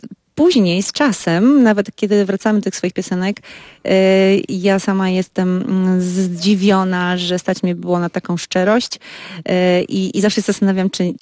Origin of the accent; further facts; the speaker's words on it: Pomeranian Voivodeship, Poland; Jesteśmy wszyscy z Trójmiasta